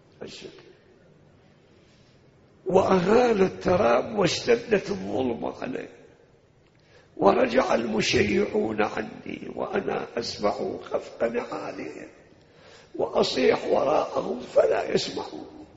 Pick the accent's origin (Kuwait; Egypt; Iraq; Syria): Iraq; احنا حدنا في لهجتنا العراقيين يقول كل شي دين بدين حتى دمعة العين